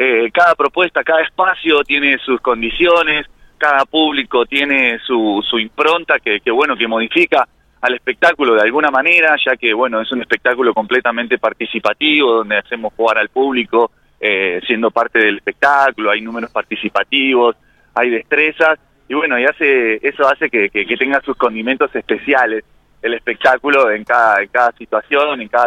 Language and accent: Spanish; General Pico, La Pampa, Argentina; Sí, somos de General Pico.